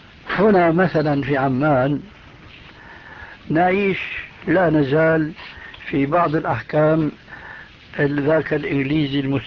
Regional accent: Damascus, Damascus Governorate, Syria; أخوه عندنا في دمشق

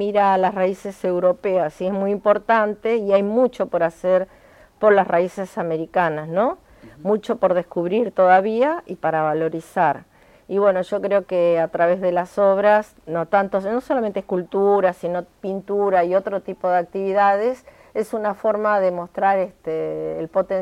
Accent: Buenos Aires, Argentina; born there; now in Cañuelas, Argentina; si bien yo nací en Capital Federal, pero yo estoy viviendo en Cañuelas y este es mi lugar en el mundo en este momento.

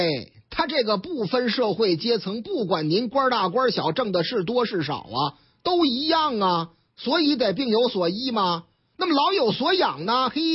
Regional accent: Tianjin, China; 我们老家天津卫的事儿嘛

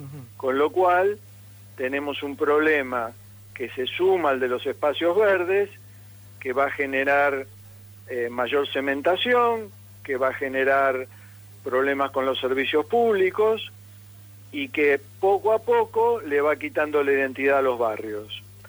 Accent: Buenos Aires, Argentina; born there; Yo nací en Boedo, así que imagínate cómo no lo voy a tomar.

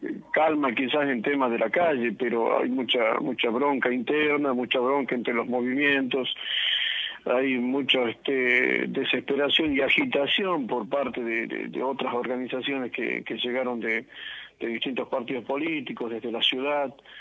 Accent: Jujuy, Argentina; pues yo soy jujeño

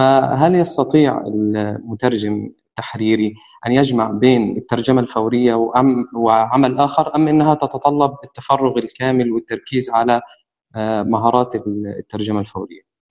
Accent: Egypt; now in Kuwait; أنا من مصر وحاليا مقيم بالكويت

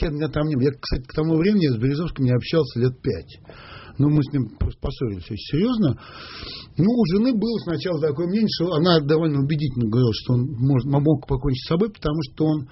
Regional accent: Russia; мне просто было просто стыдно за то, что я россиянин.

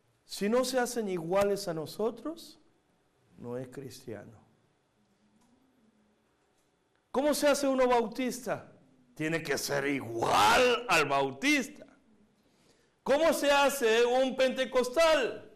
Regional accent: Buenos Aires, Argentina; Yo crecí en la Argentina, en los barrios judíos, de Once, Flores, Floresta.

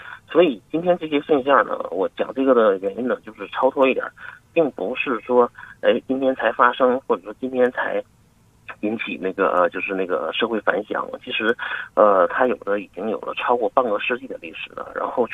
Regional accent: China; 我们中国人的时间观念

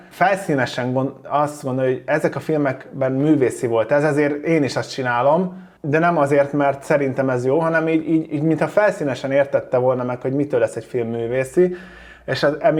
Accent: Szomor, Pest, Hungary; Volt benne szomor, ezt mindig ki fogom emelni, onnan származom.

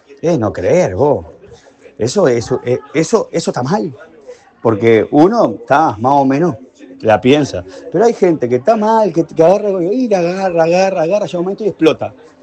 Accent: Uruguay; que el país somos los uruguayos.

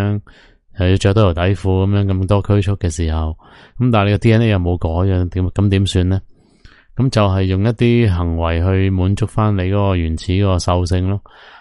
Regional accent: Hong Kong; 即系以我香港大嘅，以我嘅认知同埋法律写到明都系咁嘅。

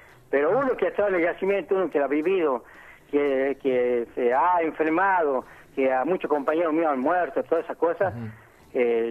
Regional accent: General Mosconi, Salta, Argentina; Bueno, nosotros, yo soy acá de General Mosconi, nacido acá en el campamento Vespucio

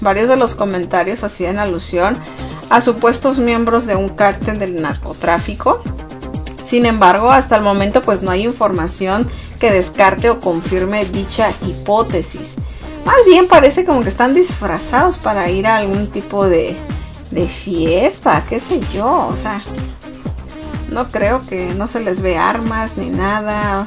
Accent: Sonora, Mexico; es de Sonora, bueno, de donde yo soy, ¿no?

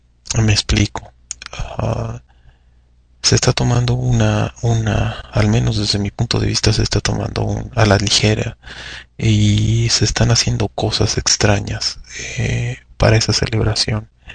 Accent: Mexico; ¿Está involucrado el sentimiento de ser mexicano? ¿Qué es lo que nos define como mexicanos?

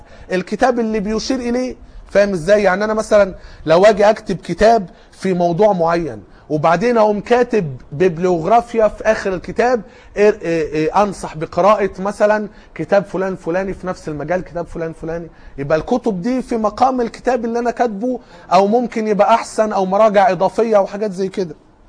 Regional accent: Egypt; اللي كان موجود في اسكندرية عندنا في مصر وقتها

